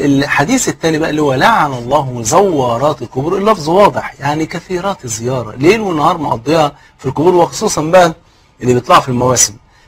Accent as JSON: {"language": "Arabic", "country": "Egypt", "said": "وزي ما يقول كده المثل عندنا في مصر، اللي ما يعرفك يجهلك"}